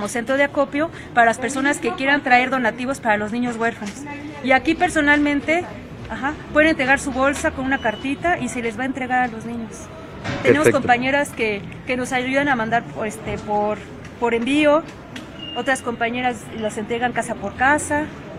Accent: Mexico City, Mexico; born there; Soy nacida en la Ciudad de México.

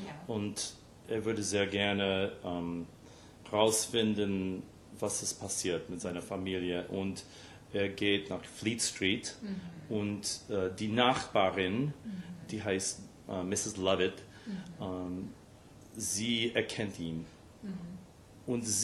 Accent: Scarsdale, New York, United States; German is a second language; also born or lived in White Plains; now in New York City, United States; Ja, ich bin im White Plains geboren und meine Mutter wohnt immer noch in Scarsdale, wo ich aufgewachsen bin.

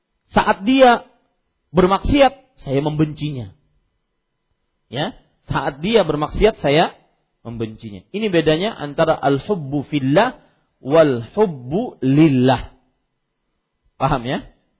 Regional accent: South Kalimantan, Indonesia; Kalau kita orang Banjar biasanya kalau bersumpah

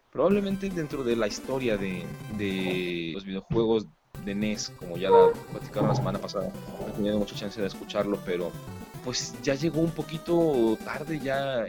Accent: Guadalajara, Jalisco, Mexico; now in Zapopan, Mexico; estoy viviendo actualmente en Zapopan, soy originario de Guadalajara, pero acá andamos.

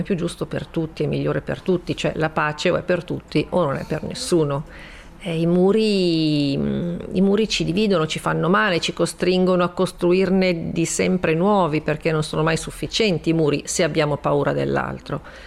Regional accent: Milan, Lombardy, Italy; io che comunque da milanese. Un po' borghesotta in un certo senso

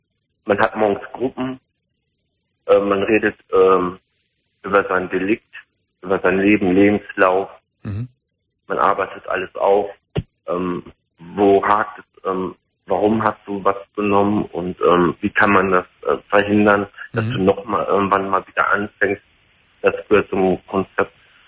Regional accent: Cologne, North Rhine-Westphalia, Germany; Bin ja aus Köln.

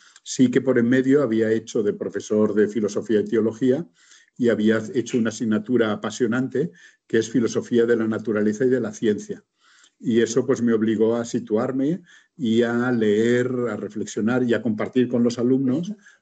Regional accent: Barcelona, Catalonia, Spain; Sí, bueno, yo soy de Barcelona.

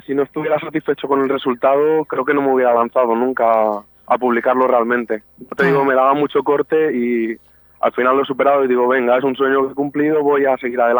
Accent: Navalmoral de la Mata, Extremadura, Spain; yo en realidad soy de Navalmoral, en Cáceres, pero sí que estoy muy vinculado a Talavera porque he estado estudiando allí también muchos años y estoy muy vinculado a esa ciudad.

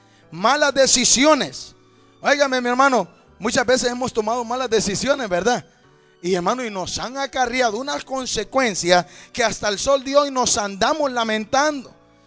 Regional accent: Honduras; now in United States; me arranqué como buen catracho, como buen hondureño, con una decisión en mi mente, buscando un mejor futuro

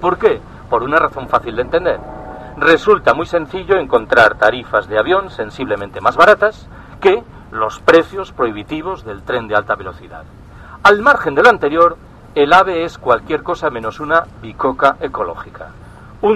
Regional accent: Galicia, Spain; Yo soy gallego.

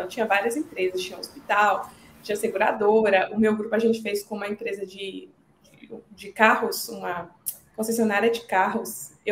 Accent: Coronel Fabriciano, Minas Gerais, Brazil; eu sou mineira, nasci e cresci em Coronel Fabriciano, que é uma cidadezinha no interior de Minas Gerais. Eu morei lá um bom tempo da minha vida.

